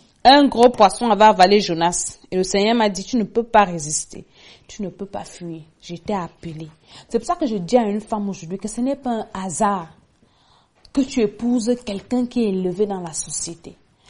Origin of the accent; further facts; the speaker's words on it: Cameroon; Peut-être comme chez nous au Cameroun.